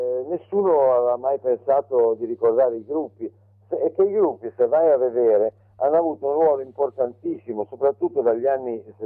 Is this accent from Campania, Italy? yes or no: no; Genoa, Liguria, Italy; siamo genovesi, liguri di origine, siamo un po' chiusi sulla nostra costa